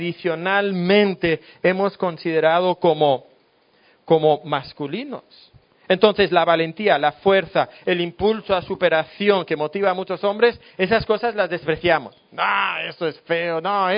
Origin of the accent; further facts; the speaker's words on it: Spain; now in Mexico; No sé si aquí en México, pero en España, de donde yo soy, dicen, está hecho un flan.